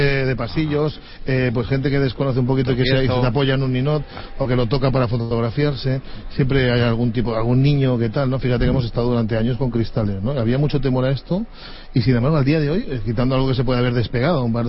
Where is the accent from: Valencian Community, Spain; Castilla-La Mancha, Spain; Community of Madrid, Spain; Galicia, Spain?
Valencian Community, Spain; tú al final tienes el sentimiento, como fallero, como valenciano, de que algo grande hemos conseguido